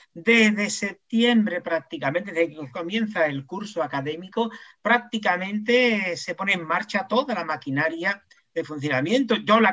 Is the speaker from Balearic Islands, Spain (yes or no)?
no; Jerez de la Frontera, Andalusia, Spain; los que somos de aquí de Jerez ya lo sabemos